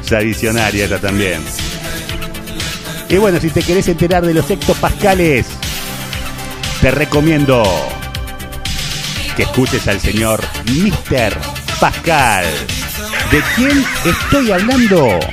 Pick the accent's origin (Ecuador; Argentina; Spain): Argentina; Así somos los argentinos, che.